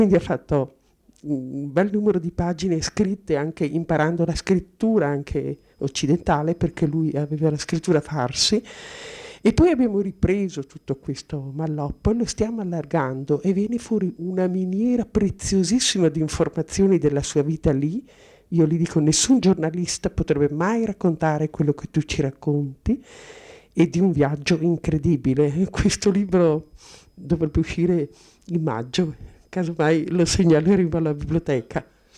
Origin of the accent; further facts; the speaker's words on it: Merano, Trentino-Alto Adige, Italy; Sono di Merano, insegnante di scuola media, in pensione da un anno e mezzo.